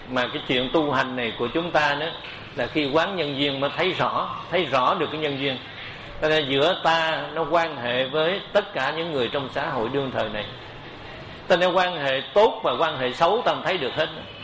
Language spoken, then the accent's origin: Vietnamese; Cu Chi, Ho Chi Minh City, Vietnam; Tại tôi xuất thân ở Củ Chi, cho nên cái đất Củ Chi này là bà con nhiều. Và tôi ở thành phố này nữa cũng vậy.